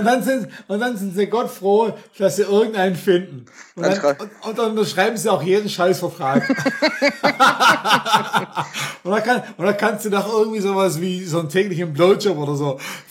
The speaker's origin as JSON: {"language": "German", "town": "Stuttgart", "region": "Baden-Württemberg", "country": "Germany", "said": "ich bin aus Stuttgart direkt, könnte man so nennen. Also ich bin ein Schwabe, kann man leider nicht anders sagen"}